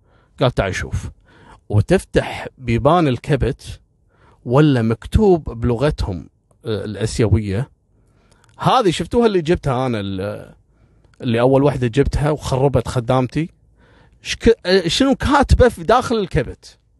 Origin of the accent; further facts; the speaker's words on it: Kuwait; في بعض الوافدين عندنا في الكويت